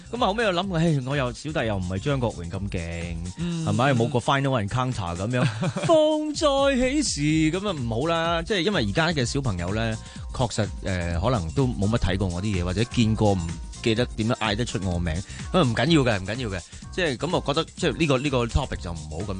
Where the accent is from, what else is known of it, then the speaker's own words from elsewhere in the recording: Hong Kong; 咁喺度土生土长㗎嘛。